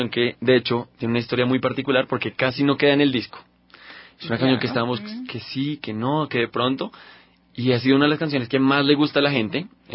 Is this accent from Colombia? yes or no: yes; Bogotá, Colombia; Y ya regreso a mi tierra, Bogotá, a descansar unos días